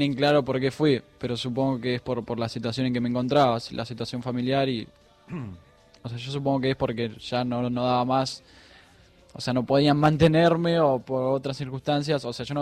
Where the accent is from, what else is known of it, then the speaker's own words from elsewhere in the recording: Moreno, Buenos Aires Province, Argentina; born there; En Moreno.